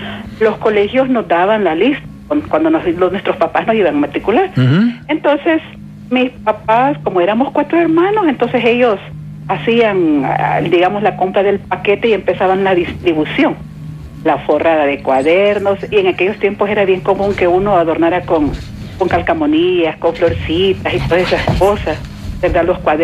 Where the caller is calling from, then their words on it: San Miguel, El Salvador; Soy tu amiga de San Miguel.